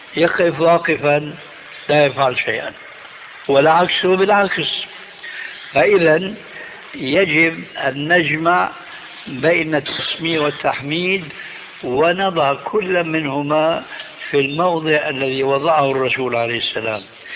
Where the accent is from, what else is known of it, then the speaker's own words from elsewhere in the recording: Damascus, Damascus Governorate, Syria; إماما عندنا في دمشق كان يصلي في المسجد